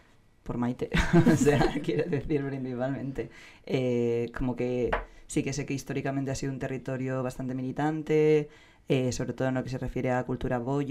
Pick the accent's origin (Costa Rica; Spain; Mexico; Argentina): Spain; San Sebastián, Basque Country; soy donostiarra